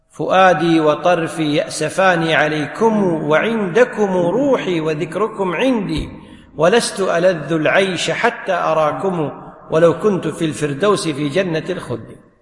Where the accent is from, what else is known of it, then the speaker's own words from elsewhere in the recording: Kuwait; ينطبق عليك المثل اللي يقول عندنا بالكويت